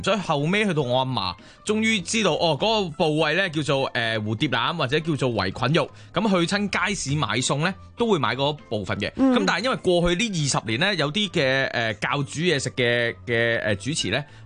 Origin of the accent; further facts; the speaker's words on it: Fujian, China; 内地人咧系即我嗰个地方啦，即我乡下嗰地方福建咧，